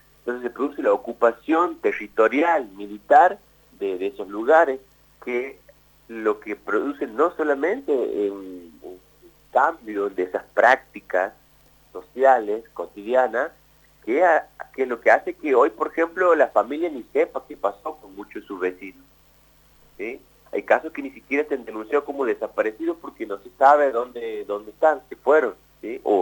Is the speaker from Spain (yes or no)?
no; Santiago del Estero, Argentina; nosotros, como te digo, vuelvo a registrar, somos de Santiago del Estero